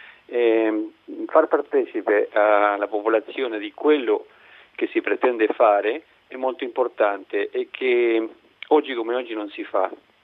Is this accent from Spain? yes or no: no; Uruguay; Italian is a second language; now in Italy; Vengo dall'Uruguay.